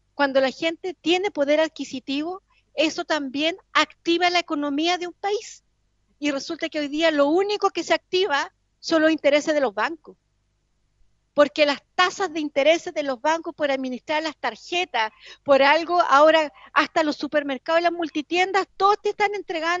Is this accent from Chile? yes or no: yes; Chile; para el mundo, para el exterior, Chile somos los jaguares